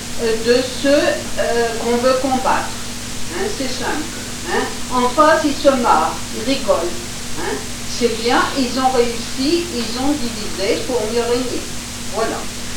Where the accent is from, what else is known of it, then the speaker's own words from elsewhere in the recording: Hauts-de-France, France; also born or lived in Belgium; je suis ni occitane, ni marseillaise, ni... Enfin, je suis du Nord, et en plus issue de familles mixtes, dans le sens breton, normand, chrétien, juif, je suis née en Belgique